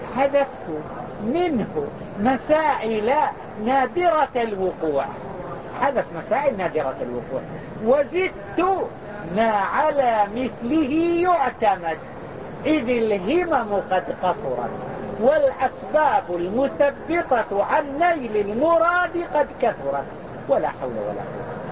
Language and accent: Arabic; Mecca, Makkah Province, Saudi Arabia; وهما يسمى عندنا في مكة يسمى بالحكر